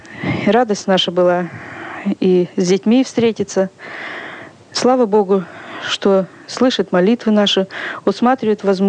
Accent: Pavlodar Region, Kazakhstan; Я когда-то жила в детстве в Казахстане, в Павлодарской области.

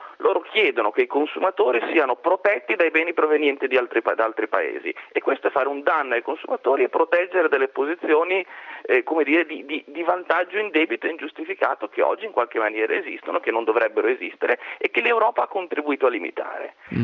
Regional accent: Genoa, Liguria, Italy; Sono genovese, ho vissuto in una città bloccata per 5 giorni.

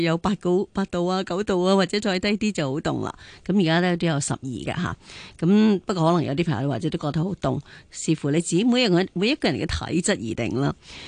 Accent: China; 其实我哋即系身为中国人咧，都应该睇翻好多啲嘅诗啊、词啊咁样

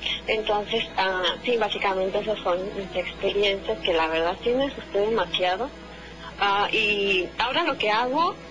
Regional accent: Hidalgo, Mexico; cuando yo vivía en casa de mis papás, yo soy de Hidalgo. Vivía en casa de mis papás, yo era más chica.

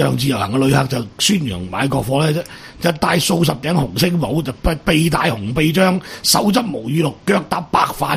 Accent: Hong Kong; 我哋香港人翻大陆嘅一签多行啊，回乡证咧都要取消。

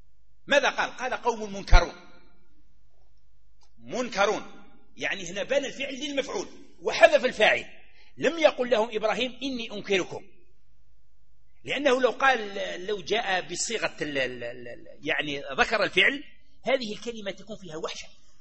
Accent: Algeria; احنا عندنا في الصحراء ولا عندنا في غرب الجزائر

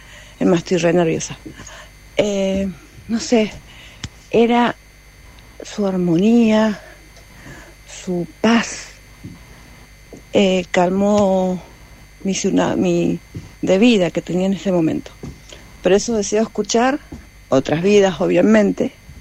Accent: Mendoza, Argentina; de Mendoza

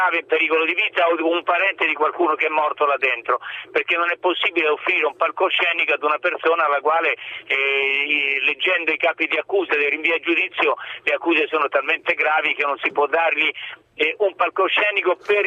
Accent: Tuscany, Italy; Io fra l'altro sono senese grossetano

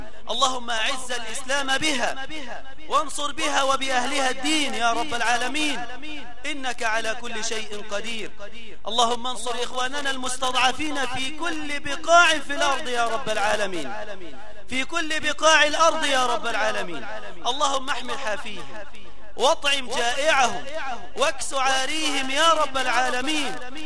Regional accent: Egypt; اللهم إنا نسألك أن تجعل بلدنا مصر هذا أمنا أمانا رخاء مطمئنا

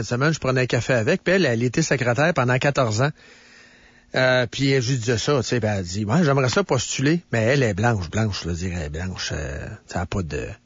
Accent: Shawinigan, Quebec, Canada; Ben moi, je viens de la Mauricie, moi. Je viens de Shawinigan.

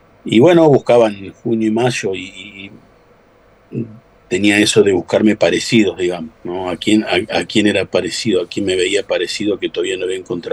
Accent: Las Rosas, Santa Fe, Argentina; also born or lived in Rosario; Cuando regreso que hago un regreso desde de Rosario a mi pueblo, a Las Rosas.

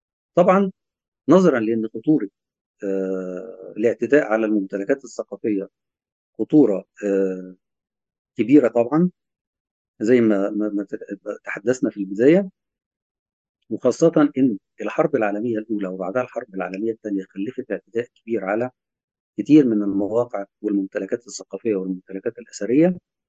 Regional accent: Egypt; لما نقول ألف ليلة وليلة عندنا كمصريين

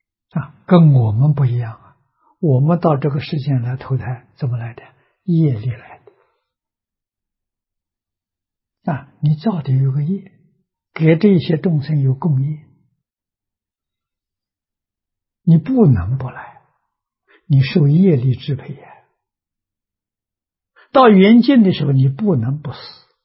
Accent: China; 我们中国人算虚岁啊

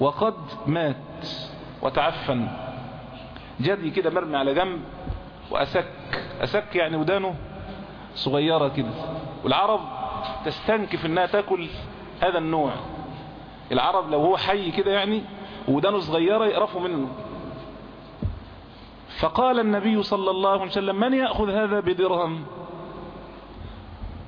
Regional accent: Egypt; يعني الجنيه عندنا في مصر يساوي 100 قرش

